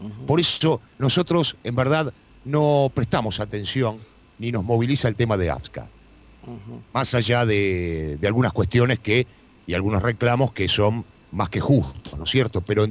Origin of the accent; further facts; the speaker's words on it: Buenos Aires, Argentina; born there; now in Partido de la Costa, Argentina; Mirá, no somos nosotros oriundos del Partido de la Costa. Uh-huh. Somos nacidos en la ciudad de Buenos Aires, todos los que integramos la radio.